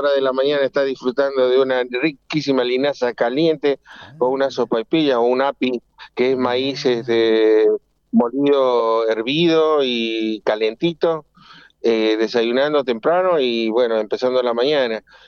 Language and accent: Spanish; Potosí, Bolivia; Ah, yo soy potosino, así que...